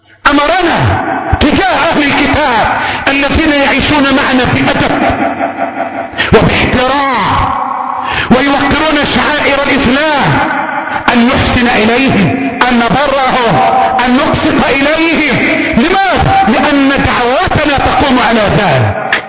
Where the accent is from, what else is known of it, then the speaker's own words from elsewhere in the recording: Egypt; اللهم احفظ بلدنا مصر،